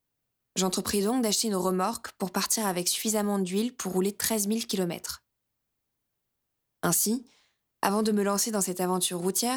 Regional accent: Albertville, Auvergne-Rhône-Alpes, France; Le 1er novembre, départ de ma ville natale, Albertville

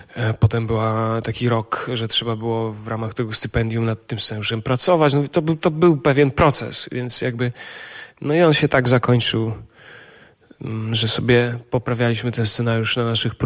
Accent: eastern Poland, Poland; Ja jestem ze wschodniej Polski

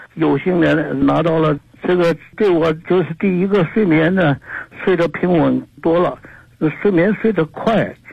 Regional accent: Nanjing, Jiangsu, China; 我是南京的学员。今年84岁了。

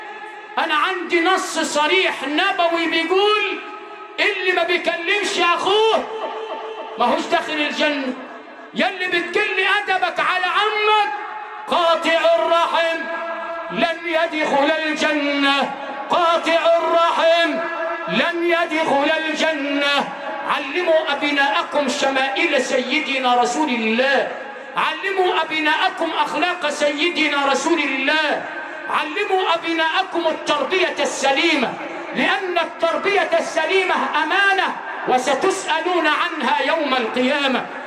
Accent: Sharqia Governorate, Egypt; انا مش من كوكب زحل، انا ابن الشرقيه بس لفتها شرق وغرب

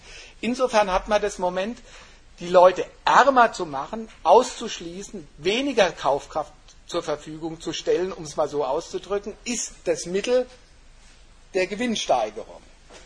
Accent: Frankfurt, Hesse, Germany; Also die ganzen Hochhäuser in Frankfurt, wo ich herkomme, hat ja keiner von uns gekauft.

